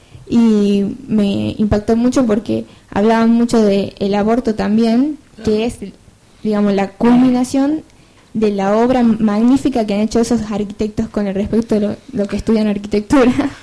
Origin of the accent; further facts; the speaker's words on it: Tucumán, Argentina; yo soy de Tucumán